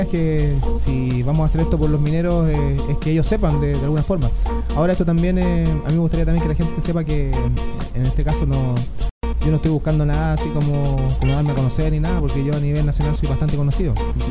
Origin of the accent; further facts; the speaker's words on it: Santiago, Santiago Metropolitan Region, Chile; also born or lived in Bolivia; now in Antofagasta, Chile; yo soy nacido acá en Antofagasta, pero desde un año, del año de edad que yo prácticamente me crié en Santiago.